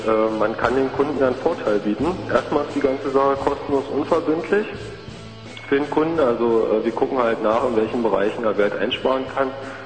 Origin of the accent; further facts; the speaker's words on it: Frankfurt, Brandenburg, Germany; Wir haben jetzt zum Beispiel einen Fall hier in Frankfurt-Oder, also wir kommen aus Frankfurt-Oder